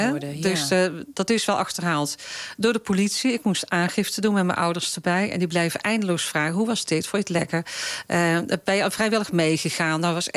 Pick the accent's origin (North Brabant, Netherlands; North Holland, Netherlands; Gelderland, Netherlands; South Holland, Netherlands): North Brabant, Netherlands; Breda; Ik kom uit Breda, dus een stad waar veel carnaval werd gevierd.